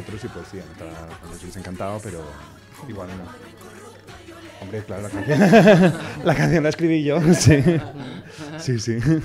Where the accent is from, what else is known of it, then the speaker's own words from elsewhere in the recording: Balearic Islands, Spain; la somos de Mallorca